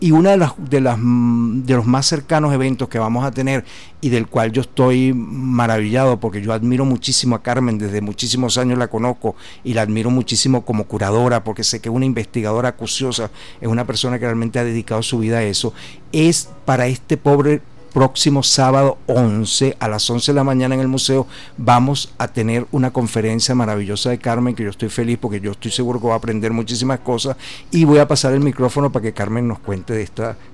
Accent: Caracas, Capital District, Venezuela; yo soy caraqueño, de padres caraqueños

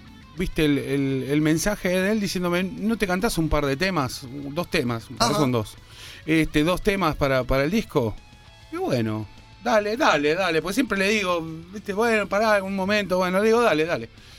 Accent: Argentina; yo soy argentino

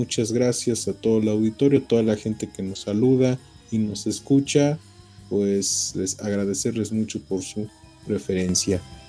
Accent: Mexico; Pues que como mexicanos, y como bien dice nuestro programa, la búsqueda de una identidad, pues falta, tenemos mucho que aprender sobre nosotros mismos y principalmente valorarnos.

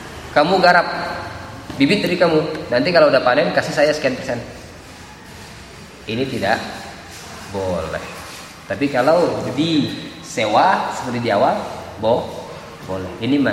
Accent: Java, Indonesia; Saya orang Jawa, asli orang Jawa.

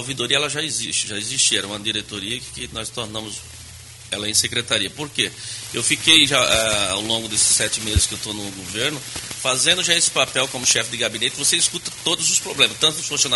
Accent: Northeast Region, Brazil; born there; Na minha família, no Nordeste, onde nasci, tem vereadores, tem deputado.

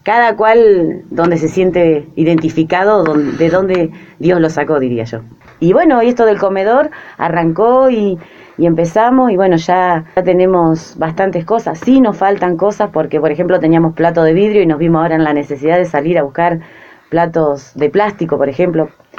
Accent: Azul, Buenos Aires Province, Argentina; yo soy de Azul, pero mi esposo es de La Prida. Mis hijos son lapridense

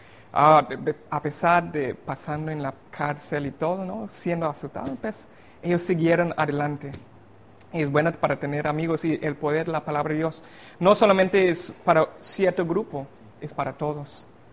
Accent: Cayman Islands; vengo de las Islas Caimán, estudio teología.

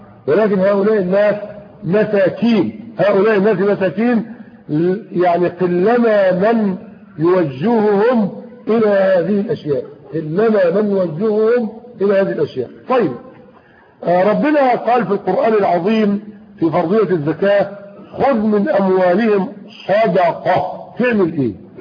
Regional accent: Egypt; ده اللي حصل عندنا في مصر اخوانا وفي غيرها من البلدان

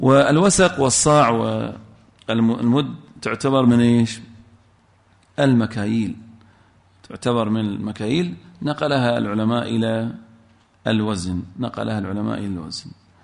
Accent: Al-Ahsa, Eastern Province, Saudi Arabia; إحنا عندنا في الأحساء لها اسم معين

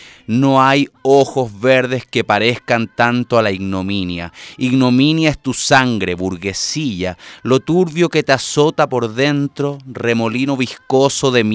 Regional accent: Chile; somos dos chilenos que estamos en este momento delante del micrófono o atrás del micrófono

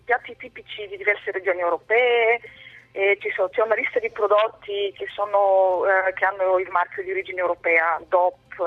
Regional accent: Bulgaria; Italian is a second language

